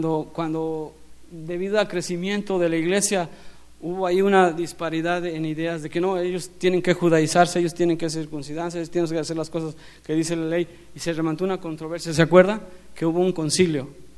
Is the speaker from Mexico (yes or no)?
yes; Mexico; somos más mexicanos que el mole.